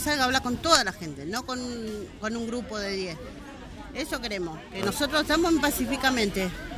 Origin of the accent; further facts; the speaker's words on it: Granadero Baigorria, Santa Fe, Argentina; soy de Remanso